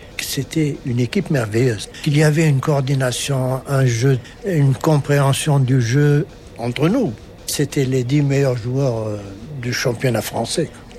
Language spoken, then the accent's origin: French; Sétif, Sétif Province, Algeria; moved away; Quand je suis parti de Sétif, je suis allé directement à Saint-Étienne.